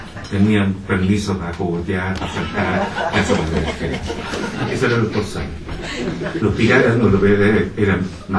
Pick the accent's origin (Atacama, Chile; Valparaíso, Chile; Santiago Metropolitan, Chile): Valparaíso, Chile; Y aunque soy de Valparaíso, Valparaíso es como los perros.